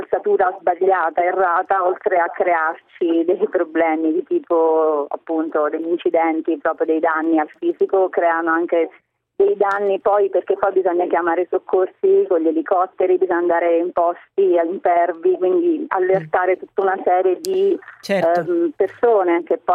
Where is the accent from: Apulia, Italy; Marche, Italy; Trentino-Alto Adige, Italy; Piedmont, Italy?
Marche, Italy; Ascoli Piceno; sono di Ascoli Piceno, quindi sono proprio nella zona, nel cratere sismico.